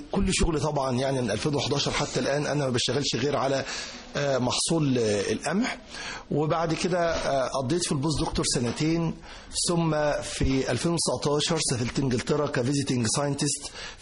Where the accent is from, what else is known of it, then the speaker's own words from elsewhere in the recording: Giza, Giza Governorate, Egypt; فانا قلت له انا من الجيزة، وجيزة فيهاش رز، فاحنا الجيزة بتزرع قمح.